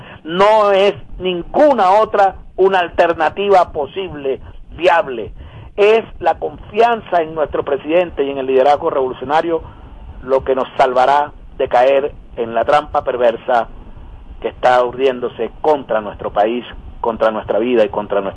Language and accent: Spanish; Venezuela; la verdadera necesidad nuestra como venezolanas y venezolanos